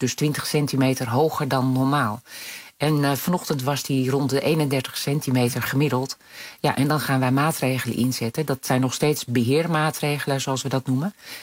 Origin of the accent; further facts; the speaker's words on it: Netherlands; En we weten ook dat wij zijn toch Nederlanders.